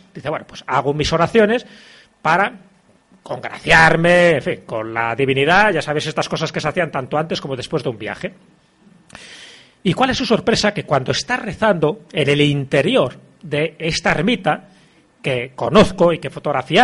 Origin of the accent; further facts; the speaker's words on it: Castile and León, Spain; ya digo que mi pueblo está a 25 kilómetros de Benavente, ya estamos en Zamora